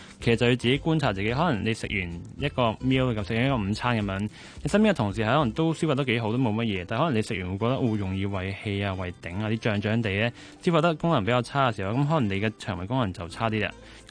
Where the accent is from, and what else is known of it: Hong Kong